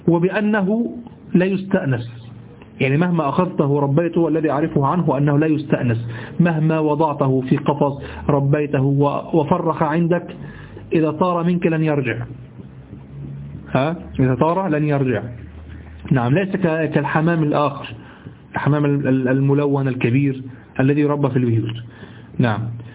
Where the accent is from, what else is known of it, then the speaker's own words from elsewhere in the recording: Egypt; وأحيانا أنت في عندنا في الذي عندنا في مصر